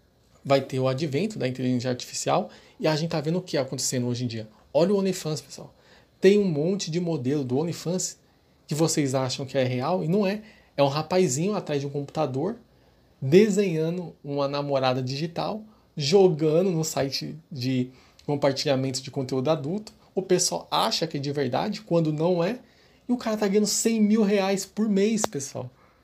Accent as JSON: {"language": "Portuguese", "region": "São Paulo", "country": "Brazil", "said": "Eu sou de São Paulo, pessoal."}